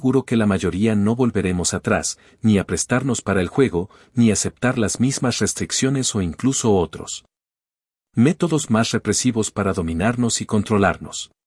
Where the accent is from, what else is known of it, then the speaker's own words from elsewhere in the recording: Cuba; moved away; Como fue mi caso cuando salí de Cuba.